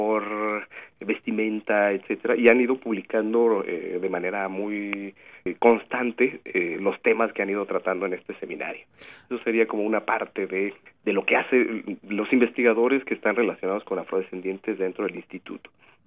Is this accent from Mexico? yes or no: yes; Mexico; sí, todos somos mexicanos